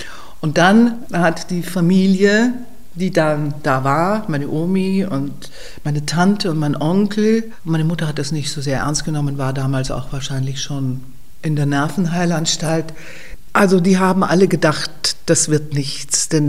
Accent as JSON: {"language": "German", "region": "Vienna", "country": "Austria", "tie": "born there", "said": "Ich bin am 13. April 1944 in Wien geboren. Meine Mutter war Wienerin, mein Vater Holländer"}